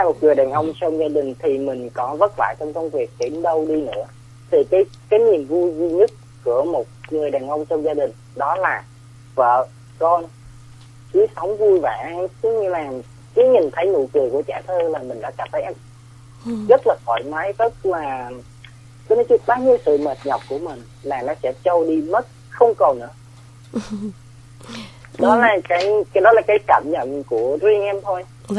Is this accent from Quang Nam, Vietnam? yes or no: no; Ho Chi Minh City, Vietnam; Tại em đến từ thành phố Hồ Chí Minh.